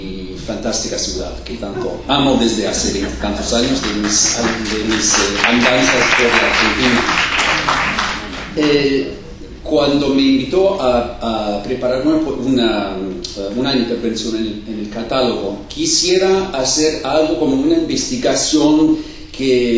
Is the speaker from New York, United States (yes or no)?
yes; New York, United States; Yo nací en Nueva York, yo vivía casi toda mi vida en la zona, no exactamente en la calle donde vivían los Gurvich, pero en Greenwich Village y en la calle 14